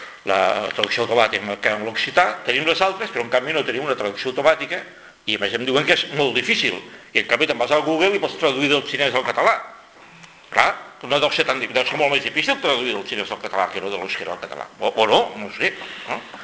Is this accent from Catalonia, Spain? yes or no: yes; Catalonia, Spain; l'espectacle que estem donant com a catalans